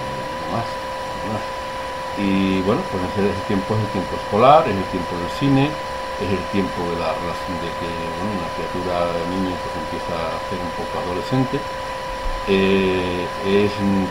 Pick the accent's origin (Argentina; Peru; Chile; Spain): Spain; La Puebla; Bueno, yo nací en La Puebla en el año 46, pero claro, mi infancia es en los años 50.